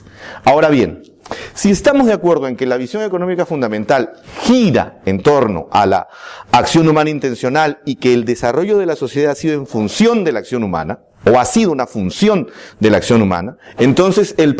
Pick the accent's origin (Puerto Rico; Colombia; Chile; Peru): Peru; Vengo desde el Perú